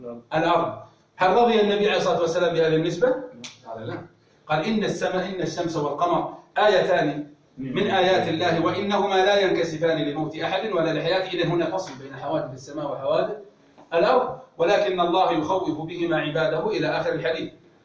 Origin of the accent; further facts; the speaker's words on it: Najd, Saudi Arabia; بمعنى أن عندنا في نجد نجم يقال له الوسمي